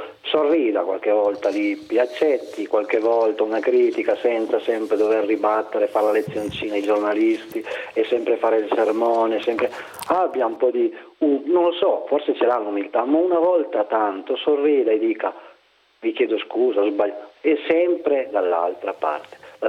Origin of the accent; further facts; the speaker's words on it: Ivrea, Piedmont, Italy; in questi periodi che non fa molto caldo qui in Piemonte, dalle mie parti, Livrea